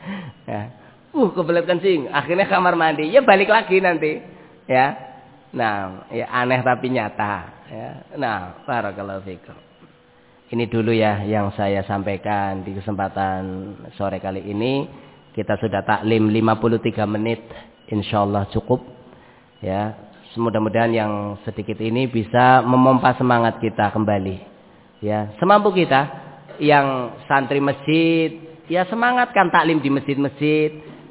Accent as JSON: {"language": "Indonesian", "town": "Ambon", "region": "Maluku", "country": "Indonesia", "said": "padahal saya asli orang Ambon"}